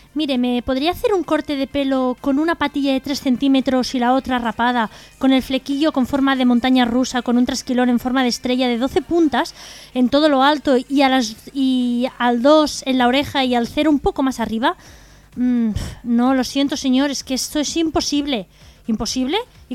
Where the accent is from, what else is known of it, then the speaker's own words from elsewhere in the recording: Lepe, Andalusia, Spain; Soy de Lepe.